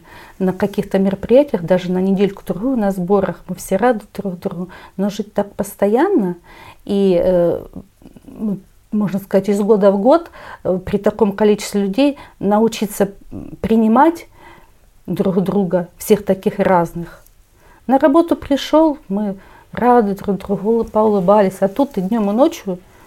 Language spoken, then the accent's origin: Russian; Donetsk, Donetsk Oblast, Ukraine; Но мы в лицо узнали друг друга, что мы из Донецка.